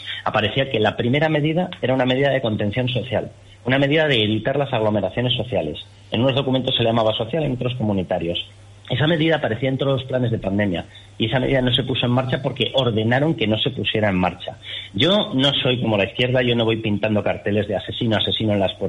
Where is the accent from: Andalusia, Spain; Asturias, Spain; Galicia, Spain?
Asturias, Spain; born there; also born or lived in Basque Country / Navarre / La Rioja; now in Madrid, Spain; yo en mi caso nací en Asturias, luego pues acabé en el País Vasco, del País Vasco a Navarra, después de topar con ETA como tantísima gente, de allí pues vuelta a, bueno, con intervalo en La Rioja y de ahí vuelta a Madrid.